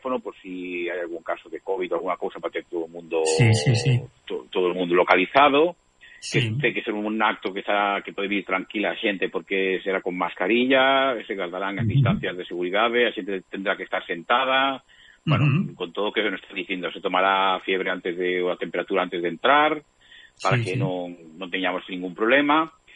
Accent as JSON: {"language": "Galician", "region": "Galicia", "country": "Spain", "said": "Porque al final somos galegos, pero vivimos en Cataluña"}